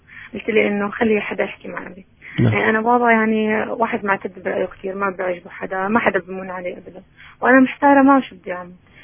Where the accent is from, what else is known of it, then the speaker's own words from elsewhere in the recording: Syria; أنا من الشام.